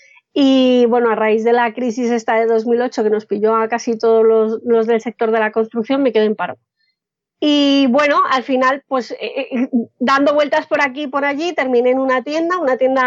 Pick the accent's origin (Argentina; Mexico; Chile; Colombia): Colombia; now in Spain; Yo soy colombiana, pero llevo 20 años viviendo aquí en España.